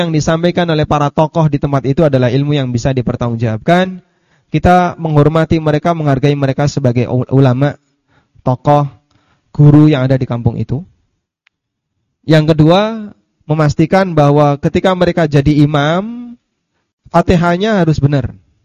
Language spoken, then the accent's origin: Indonesian; Paciran, East Java, Indonesia; Ini mohon maaf, barangkali orang kampung halaman saya juga mendengarkan kajian ini. Tapi saya buka aja sekalian. Di Paciran, Pak, tempat saya lahir, ada 5 pesantren. Hanya satu kampung.